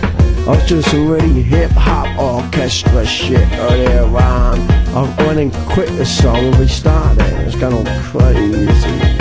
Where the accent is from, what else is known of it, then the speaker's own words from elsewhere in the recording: United Kingdom; This music's going out and I'm a Brit and I'm calling it all wrong.